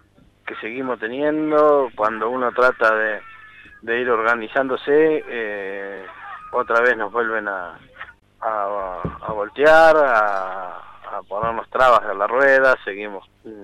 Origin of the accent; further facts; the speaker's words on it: Chascomús, Buenos Aires Province, Argentina; A nosotros, los que vinimos de Chascomús, no tenemos esa traba